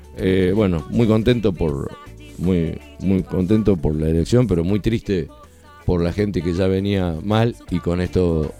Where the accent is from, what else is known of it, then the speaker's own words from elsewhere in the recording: Pavón Arriba, Santa Fe, Argentina; born there; Pavón Arriba, significa ahí nací yo, donde nació Ignacio Capani